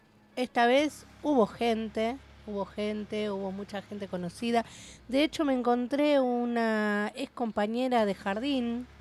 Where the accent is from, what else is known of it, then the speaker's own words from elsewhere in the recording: Buenos Aires, Argentina; born there; Yo nací en Capital.